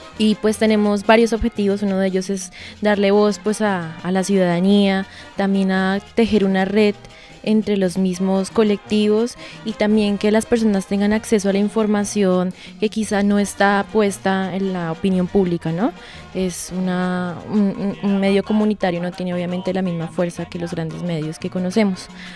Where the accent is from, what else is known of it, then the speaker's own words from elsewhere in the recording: Colombia; yo soy periodista colombiana